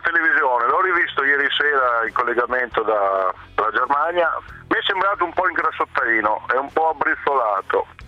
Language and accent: Italian; Formigine, Emilia-Romagna, Italy; Sono di Formigine, il paese di Nosotti.